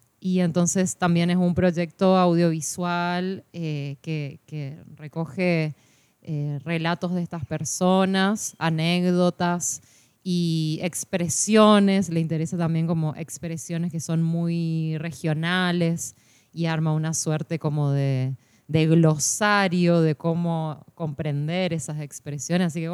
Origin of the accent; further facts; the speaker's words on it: Corrientes, Argentina; tan propio de la ciudad de Corrientes, que es de donde soy yo